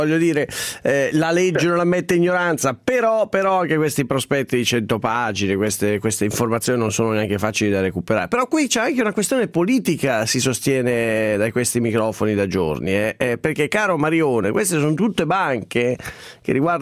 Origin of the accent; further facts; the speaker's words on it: Sesto San Giovanni, Lombardy, Italy; Io sono di Sesto San Giovanni, peraltro